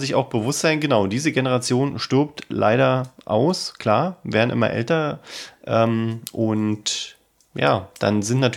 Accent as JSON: {"language": "German", "region": "Berlin", "country": "Germany", "said": "weil wir sind Berliner."}